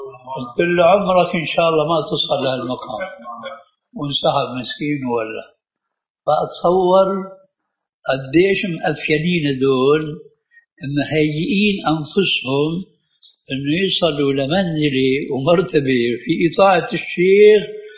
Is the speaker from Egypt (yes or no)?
no; Syria; أهلا وسهلا ومرحبا من الكلام هذا المعروف عندنا بالشام